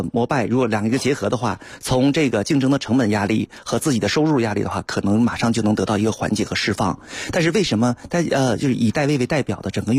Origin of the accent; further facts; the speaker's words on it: Beijing, China; 其实我们北京人不太熟悉的另外一个品牌叫哈罗